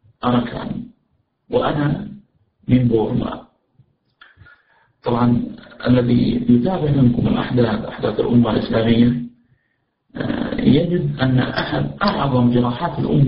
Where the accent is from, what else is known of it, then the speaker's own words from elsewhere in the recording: Najd, Saudi Arabia; ولكن الأجواء عندنا في نجد وفي الجزيرة العربية إذا أتت عز ظهيرة وفي قوة الشمس تكون الأرض حارة جدا